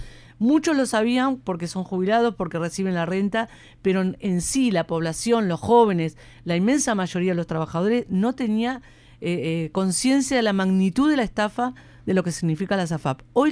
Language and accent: Spanish; Uruguay; también es una oportunidad histórica que tenemos como pueblo uruguayo de ejercer esa democracia directa